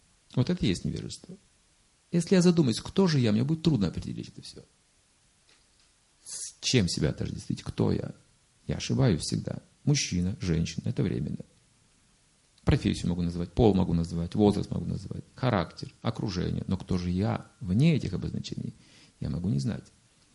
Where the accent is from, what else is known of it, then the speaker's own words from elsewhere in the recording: Russia; А что же было там? Я же, кажется, из России. Ну да.